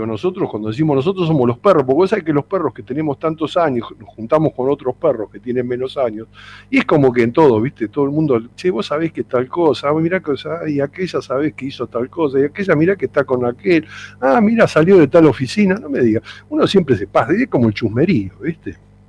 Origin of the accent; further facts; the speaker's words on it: Argentina; usted no nos representa como argentino.